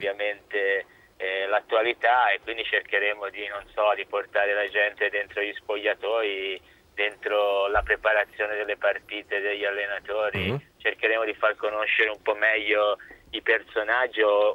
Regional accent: Livorno, Tuscany, Italy; Ma io sono livornese

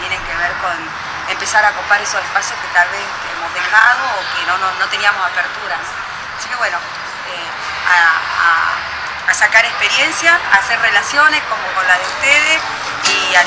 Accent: Libertador General San Martín, Jujuy, Argentina; vengo de Jujuy, de la zona de Libertador General San Martín

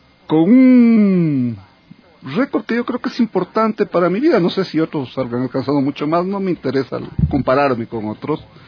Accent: Loja, Ecuador; born there; me fui a trabajar en Loja, que es mi provincia natal, durante algunos años, y volví a trabajar en Quito desde el año 94

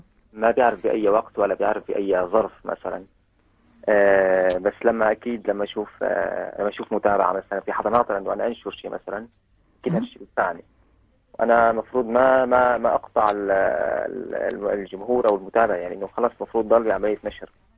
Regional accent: Tartus, Tartus Governorate, Syria; من طرطوس، من صافية الريف. عم أدرس أدمتي صناعية بطرطوس بالهندسة التقنية.

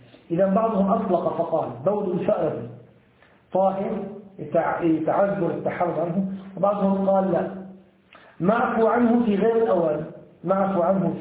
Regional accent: Syria; يعني في عندنا في الشام وهنا كذلك لا يوجد هذه الفئران

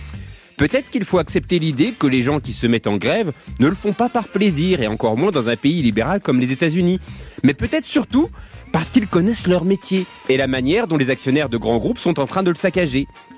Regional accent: eastern France, France; J'ai grandi dans l'Est de la France, dans les années 80.

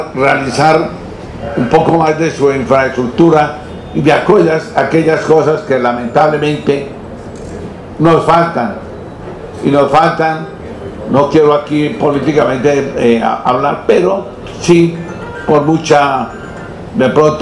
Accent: Boyacá, Colombia; now in Ibagué, Colombia; me siento más tolimense que boyacense.

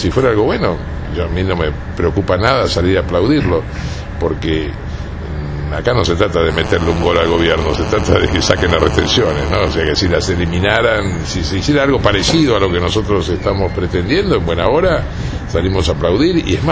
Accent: Argentina; No, somos parte de la Argentina, ¿no?

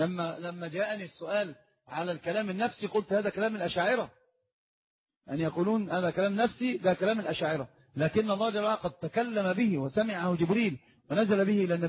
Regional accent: Alexandria, Alexandria Governorate, Egypt; ما معنى التعصب في طلب العلم عندنا في الإسكندرية؟

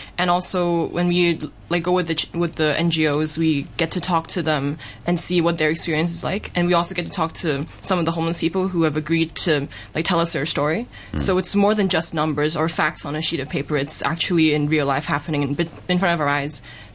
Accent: Hong Kong; I'm also from Hong Kong.

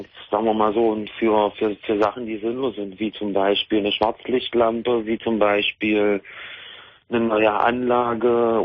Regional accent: Magdeburg, Saxony-Anhalt, Germany; Ich komme aus Magdeburg.

